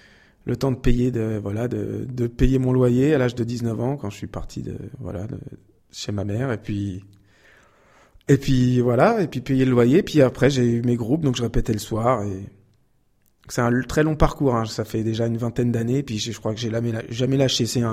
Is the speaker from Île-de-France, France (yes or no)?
yes; Île-de-France, France; Je viens de, essentiellement d'Île-de-France. J'ai passé beaucoup d'années en Île-de-France et je suis arrivé en région Centre il y a quelques mois à peine pour trouver plus de quiétude, d'oxygène, de forêt et d'inspiration.